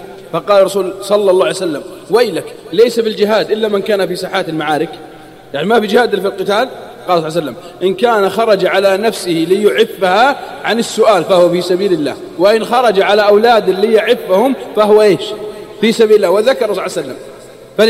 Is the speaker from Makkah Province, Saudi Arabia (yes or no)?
no; Al-Qassim, Saudi Arabia; عندنا في القصيم يقول مالي شغل.